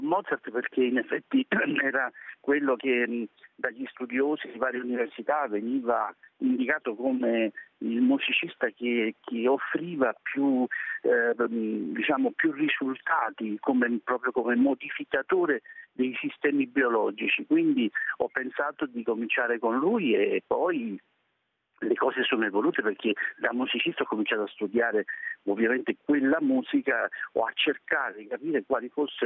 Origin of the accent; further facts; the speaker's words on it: Campania, Italy; Io amo i pomodori da campano, me lo lasci dire